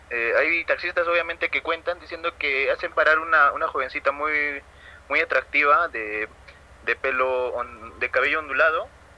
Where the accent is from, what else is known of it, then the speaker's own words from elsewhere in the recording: Arequipa, Peru; soy del país de Perú, de la ciudad de Arequipa.